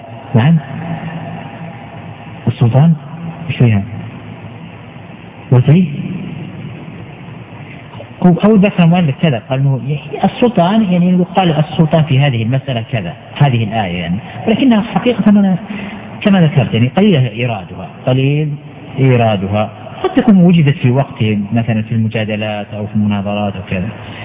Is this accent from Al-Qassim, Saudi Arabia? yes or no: yes; Al-Qassim, Saudi Arabia; حتى عندنا مثلا في القصيم